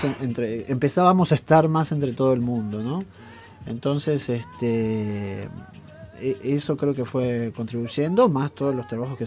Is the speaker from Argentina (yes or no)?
yes; Argentina; Yo fui invitado a ese festival como maestro argentino.